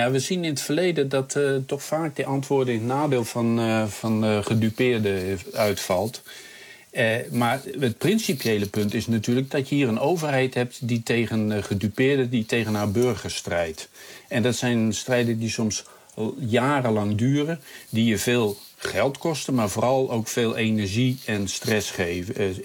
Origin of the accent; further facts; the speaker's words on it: Groningen, Netherlands; als Groninger moet je ook wat meer van die dingen weten dan een gemiddelde Nederlander